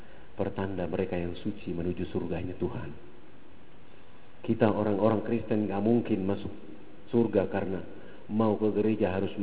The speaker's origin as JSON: {"language": "Indonesian", "region": "Papua", "country": "Indonesia", "said": "Saya berhadapan dengan mereka karena saya orang Irian"}